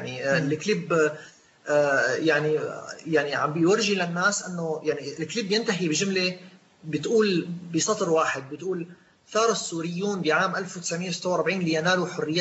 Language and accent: Arabic; Syria; نحن كسوريين عندنا رصيد وتاريخ بالنجاح بثوراتنا